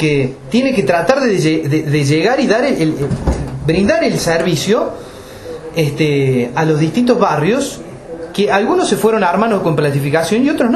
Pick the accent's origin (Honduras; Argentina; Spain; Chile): Argentina; Capilla del Monte, Córdoba; Yo soy nacido y criado en Capilla del Monte. Mis papás son nacidos y criados en Capilla del Monte. Mis abuelos son nacidos y criados en Capilla del Monte.